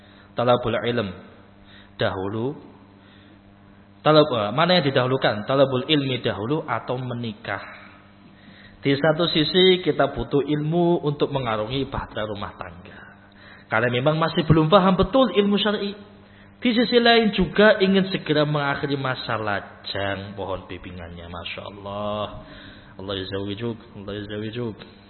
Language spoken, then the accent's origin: Indonesian; Java, Indonesia; Padahal itu bahasa Jawa, saya orang Jawa tapi enggak paham